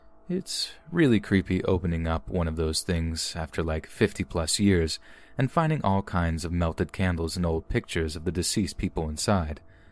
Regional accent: North Carolina, United States; I'm 20 years old and I'm from North Carolina.

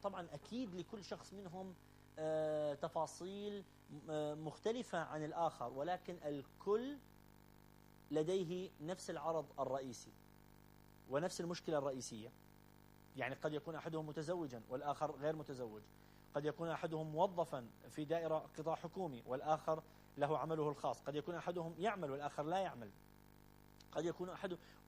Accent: Iraq; هذا كله موجود في وعينا وفي لاوعينا كعراقيين

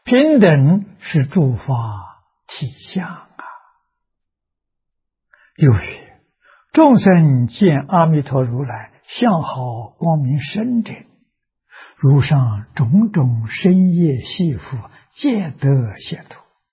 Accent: China; 我们中国人叫和平。啊，怎样才能和？

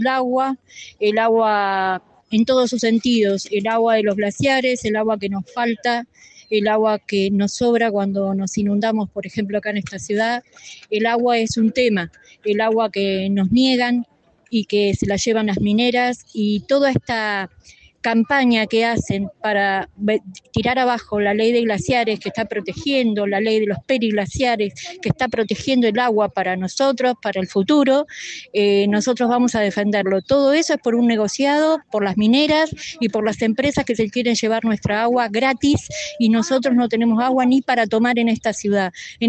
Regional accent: La Plata, Buenos Aires Province, Argentina; soy de acá de La Plata

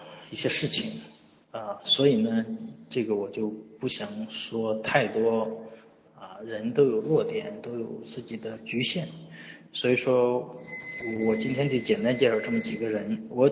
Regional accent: Shandong, China; 这也是我们山东人的骄傲

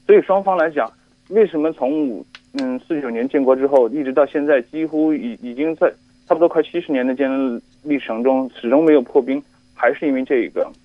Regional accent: Hong Kong; 我来自香港。

